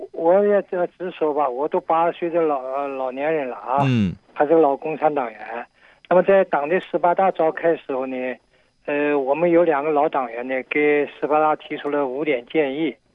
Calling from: Shenzhen, Guangdong, China; 我是从深圳打来的。

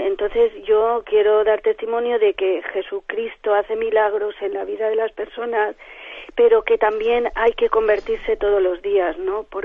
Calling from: Valencia, Valencian Community, Spain; de Valencia.

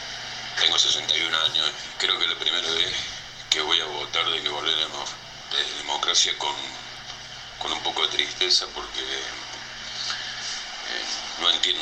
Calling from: Córdoba, Argentina; de Córdoba Capital. Siempre los escucho.

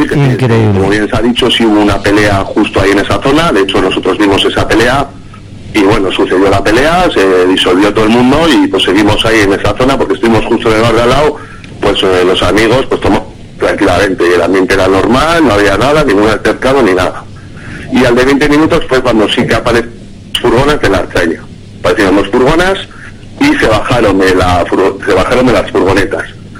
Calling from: Bilbao, Basque Country, Spain; de Bilbao.

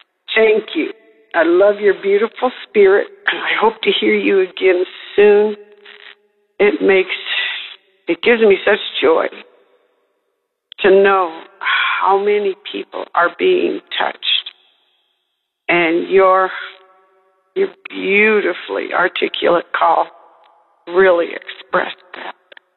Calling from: Raton, New Mexico, United States; from Raton, New Mexico, and I am calling with a praise report

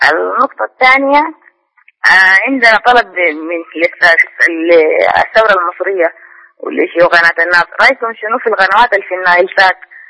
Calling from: Sudan; أنا ألا من السودان

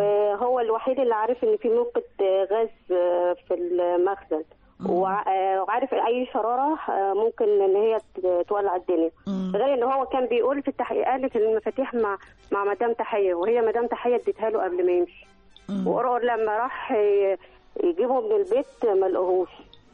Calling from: Luxor, Luxor Governorate, Egypt; من الأقصر.

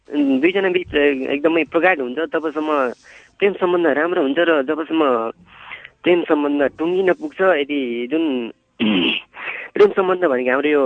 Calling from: Bhojpur, Koshi Province, Nepal; म भोजपुर माने भन्ज्याङबाट … बोल्दैछु।

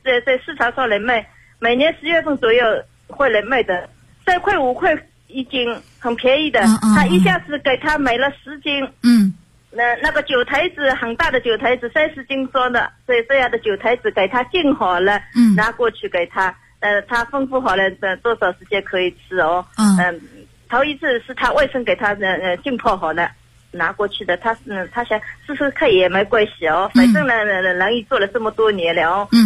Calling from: Zhejiang, China

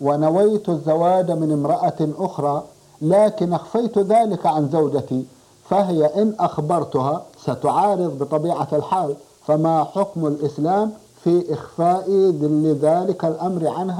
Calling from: Medina, Medina Province, Saudi Arabia; من المدينة المنورة

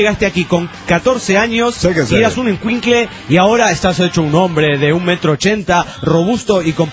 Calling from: Trujillo, La Libertad, Peru; de Trujillo, Perú.

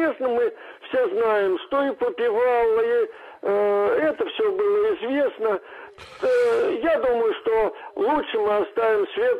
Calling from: Ryazan, Ryazan Oblast, Russia; Я из Рязани звоню.

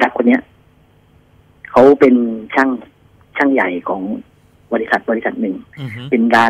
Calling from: Bangkok, Thailand; ผมโทรจากกรุงเทพครับ

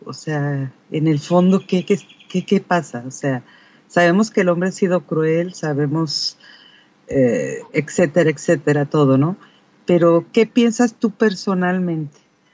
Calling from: Mexico; aquí de México. Me encanta.

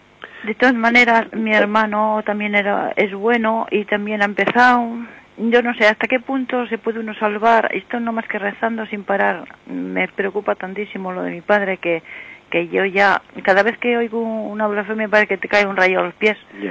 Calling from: Santander, Cantabria, Spain; de Santander.

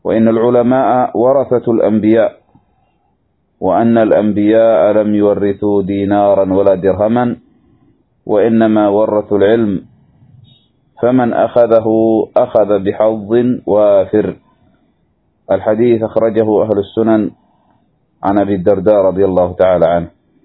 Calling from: Yemen; اضطررنا للتسجيل بسبب ضعف الشبكة عندنا في اليمن

